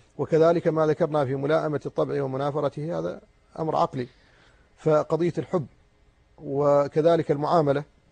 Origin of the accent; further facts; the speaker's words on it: Mauritania; وعندنا في موريتانيا ينقص التدين.